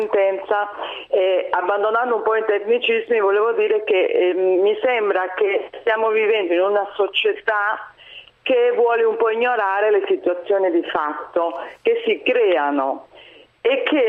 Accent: Argentina; Italian is a second language; now in Rimini, Italy; Vi chiedo scusa per il mio italiano spagnoleggiante, sono argentina, sono un legale argentino.

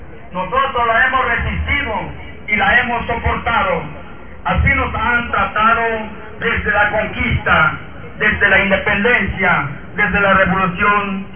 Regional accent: Mexico; ha sido el pan de cada día para nosotros como mexicanos

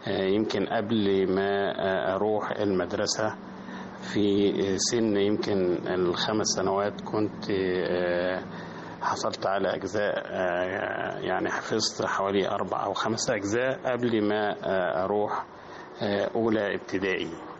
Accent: Bani Ghalib, Asyut Governorate, Egypt; المكان الطفولة والذكريات هي قريتي في صعيد مصر اسمها بني غالب، ده تبع مركز أسيوط ومحافظة أسيوط، وده اللي أنا نشأت فيها وتعلمت فيها بداية من الكتاب والمرحلة الابتدائية،

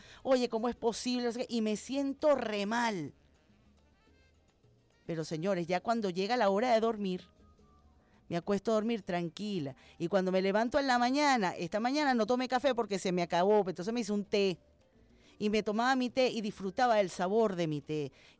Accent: Caracas, Capital District, Venezuela; entiendo como una venezolana más y como una caraqueña más

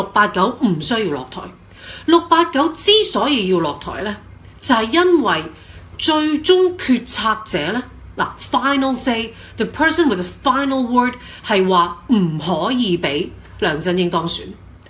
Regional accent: Hong Kong; 咁關我香港人咩事？

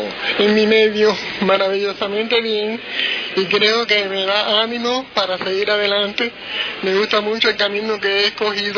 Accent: Cuba; Yo vengo de Cuba y veo que me marcha bien.

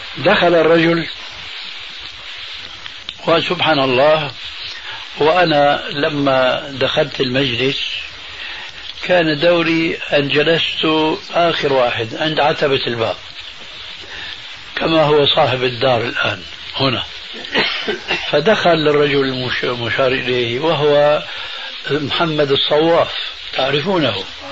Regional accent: Damascus, Damascus Governorate, Syria; وأنا قرأت رسالة عندنا في دمشق الشام

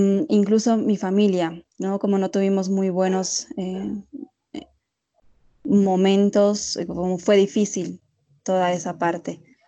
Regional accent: La Paz, Bolivia; yo soy boliviana, nací en La Paz, en la ciudad de La Paz, soy paceña, y pues crecí soy la primera hija

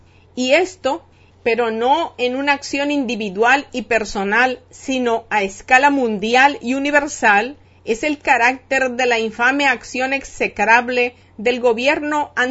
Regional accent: Dominican Republic; de un pueblo y de una nación como somos la República Dominicana

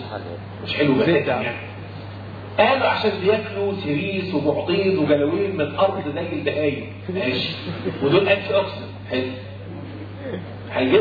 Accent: Egypt; انت اكلك وطريقه اكلنا كمصريين

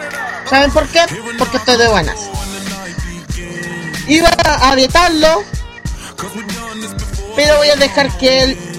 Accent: Chile; Así como buen chileno, ¿ya?

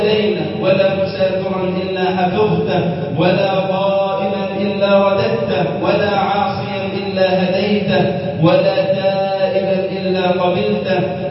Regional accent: Egypt; بلدنا مصر

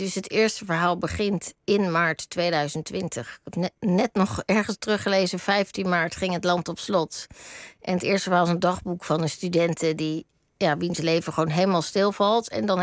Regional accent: Rotterdam, South Holland, Netherlands; Hij was heel lang uit Rotterdam, waar ik vandaan kom, weg.

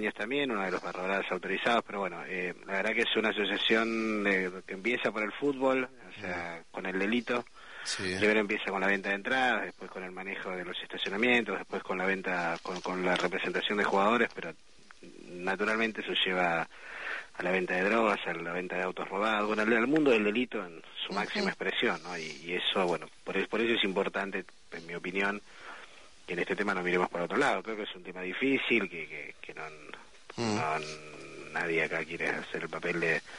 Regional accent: Rosario, Santa Fe, Argentina; Yo soy de Rosario. Y fui concejal en Rosario, soy dirigente de fútbol infantil y juvenil, pero bueno, soy vicepresidente de un club de Rosario

